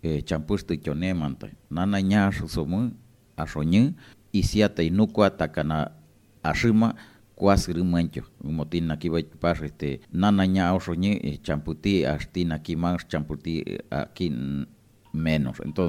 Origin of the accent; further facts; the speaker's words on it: Santa Cruz, Bolivia; nosotros ancestralmente somos de Santa Cruz. Nosotros nunca nos fuimos.